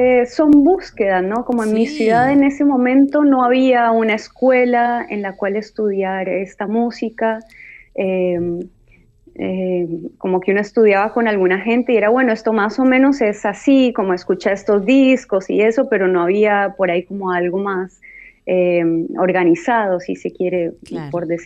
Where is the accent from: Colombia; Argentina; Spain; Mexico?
Colombia; Cali, Valle del Cauca; yo soy de Cali, una ciudad que es muy salsera, adoptó la salsa como música propia